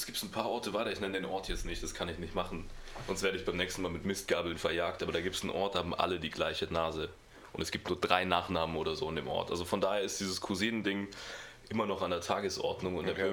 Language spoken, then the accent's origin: German; Saarlouis, Saarland, Germany; born there; Ich bin auch da geboren in Saarlouis.